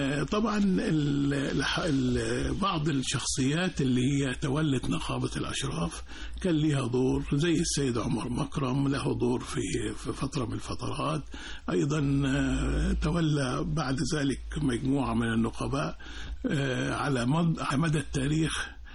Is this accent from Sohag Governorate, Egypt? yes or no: yes; Akhmim, Sohag Governorate, Egypt; لي الشرف الانتماء لهذه الأرض الطيبة من مدينة ومركز أخميم محافظة السوهاج في صعيد مصر